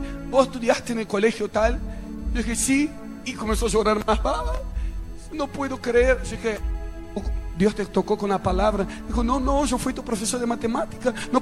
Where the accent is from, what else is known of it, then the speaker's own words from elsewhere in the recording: Rio de Janeiro, Brazil; Spanish is a second language; moved away; en la ciudad donde yo crecí, en Río de Janeiro, y más específicamente en la iglesia donde crecí con mi familia.